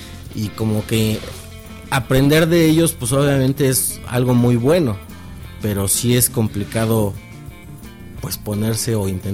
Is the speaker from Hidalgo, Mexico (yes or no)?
yes; Pachuca, Hidalgo, Mexico; Pachuca, Hidalgo.